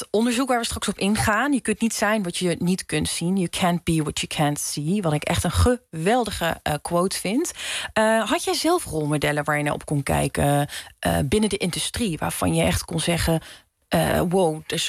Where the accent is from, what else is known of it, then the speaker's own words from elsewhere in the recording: Netherlands; Maar ik voel ergens ook die verantwoordelijkheid vooral als Marokkaans-Nederlandse vrouw.